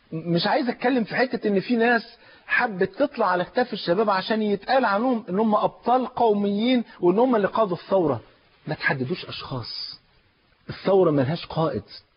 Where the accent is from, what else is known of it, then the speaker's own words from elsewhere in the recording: Egypt; احنا نفسنا كمصريين